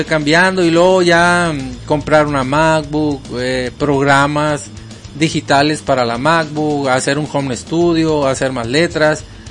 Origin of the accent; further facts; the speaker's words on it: Ciudad Obregón, Sonora, Mexico; de Ciudad Obregón, Sonora.